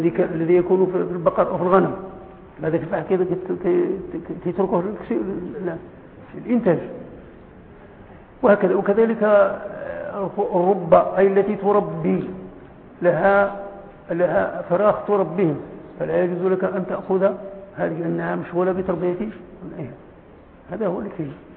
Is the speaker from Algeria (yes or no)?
no; Morocco; وعندنا في المغرب ما عندناش الجاموس